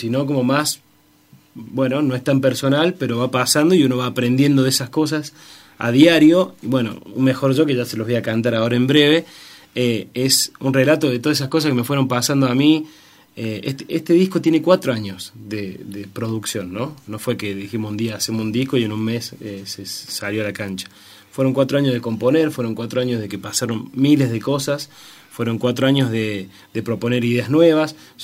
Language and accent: Spanish; Córdoba, Argentina; also born or lived in Deán Funes; Soy serrano, soy nacido en Dianfunes, en Norte Cordobés, pero soy serrano por adopción. Mis viejos hace más de 30 años que están acá, yo tengo 28, imagínate.